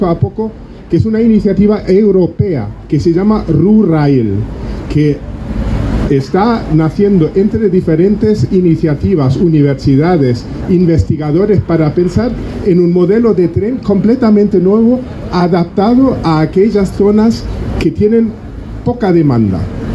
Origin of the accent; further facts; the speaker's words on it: Germany; now in Granada, Spain; Bueno, soy alemán, pero granadino alemán de muchísimos años.